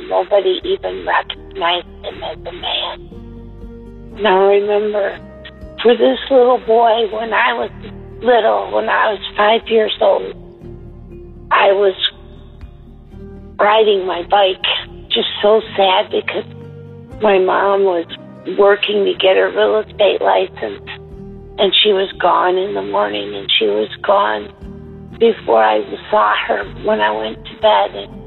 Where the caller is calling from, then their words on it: Newburgh, Indiana, United States; And I'm calling from Newburg, Indiana.